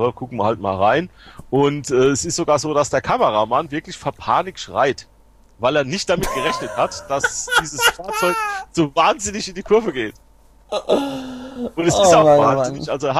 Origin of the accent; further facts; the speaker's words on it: Germany; Ich komme doch aus Germany.